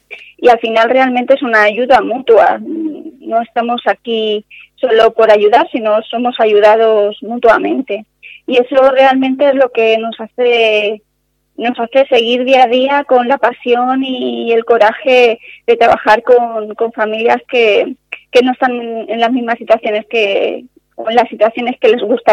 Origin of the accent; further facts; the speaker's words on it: Castilla-La Mancha, Spain; en Castilla-La Mancha, que es de donde yo vengo, no se oye mucho.